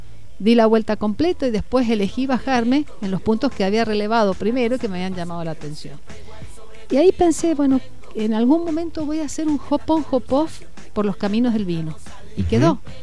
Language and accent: Spanish; Mendoza, Argentina; tomar este desafío como mendocino es decir, bueno, soy anfitrión y soy embajador